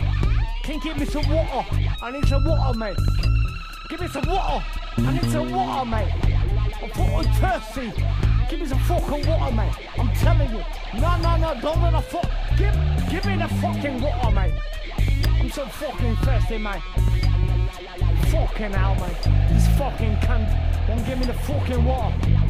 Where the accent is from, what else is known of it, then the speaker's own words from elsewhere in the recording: India; Cause I'm from India, I almost can't speak when I'm thinking, man.